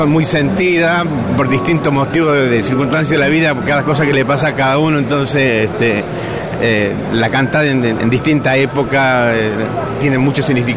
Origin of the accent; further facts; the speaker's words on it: Salta, Argentina; now in Buenos Aires, Argentina; Yo soy de Salta. Soy de Salta, pero vivo acá en Buenos Aires.